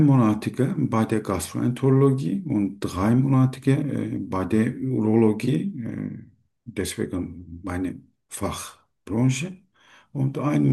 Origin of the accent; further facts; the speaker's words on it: Turkey; German is a second language; now in Germany; ich komme aus der Türkei.